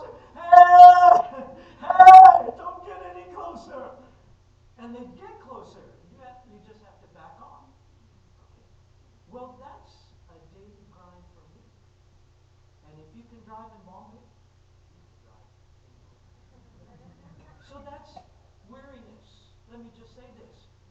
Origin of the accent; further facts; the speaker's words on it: United States; You Americans know exactly what that means. I'm American too, by the way. I speak Indian, okay.